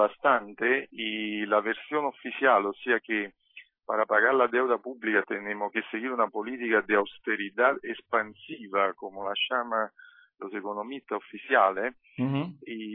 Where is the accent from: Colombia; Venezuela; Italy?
Italy; Spanish is a second language; Mira, la gente, yo veo en mi país, por lo que escucho, por lo que sigo, hablando con, obviamente, con familiares, amigos, compañeros, yo creo que hay un periodo de grande desorientación en Italia.